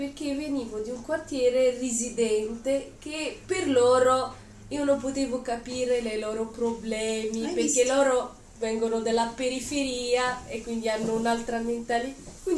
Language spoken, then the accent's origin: Italian; Tunisia; Italian is a second language; now in Italy